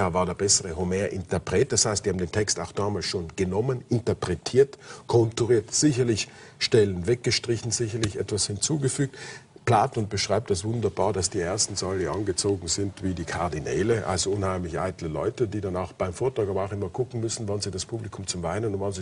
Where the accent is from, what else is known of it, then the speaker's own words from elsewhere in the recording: Austria; Gut, wir als Österreicher könnten uns vielleicht